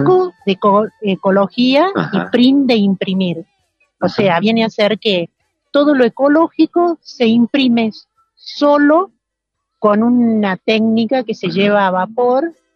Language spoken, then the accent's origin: Spanish; Córdoba, Argentina; De Córdoba capital.